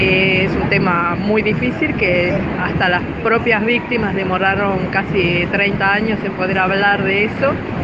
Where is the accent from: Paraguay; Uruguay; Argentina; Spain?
Uruguay; soy uruguaya